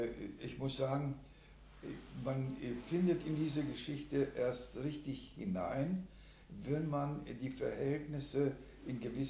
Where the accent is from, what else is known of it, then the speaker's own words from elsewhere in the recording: Chorzów, Silesian Voivodeship, Poland; now in Germany; Ich bin, komme aus dem schlesischen Raum.